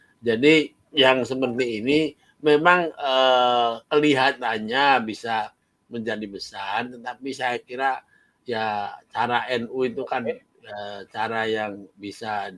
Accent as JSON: {"language": "Indonesian", "region": "Java", "country": "Indonesia", "said": "Ojo gege mongso kata orang Jawa. Saya itu orang Jawa."}